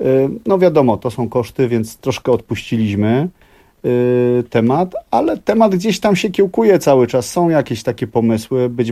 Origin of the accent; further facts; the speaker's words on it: Kraków, Lesser Poland, Poland; Tak, ja jestem z Krakowa